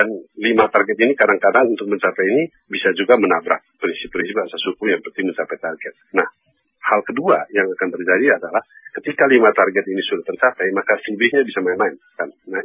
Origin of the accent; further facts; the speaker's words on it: West Nusa Tenggara, Indonesia; macam di kampung saya di NTB